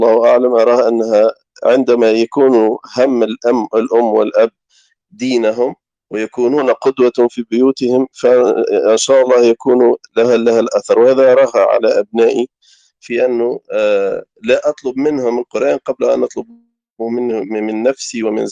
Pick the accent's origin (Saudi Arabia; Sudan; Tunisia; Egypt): Tunisia; now in France; هو تربى هنا في فرنسا يا أخي، وأنا تربيت في تونس